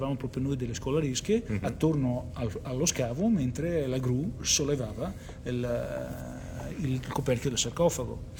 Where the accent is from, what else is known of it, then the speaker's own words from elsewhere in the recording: Voghiera, Emilia-Romagna, Italy; also born or lived in Bologna; io sono nato a Bologna e mi sono trasferito, i miei genitori mi hanno portato qua in età scolare, cioè quando ho cominciato la prima elementare, nel 74-75. Quindi diciamo il mio ricordo di Voghiera comincia nel periodo scolastico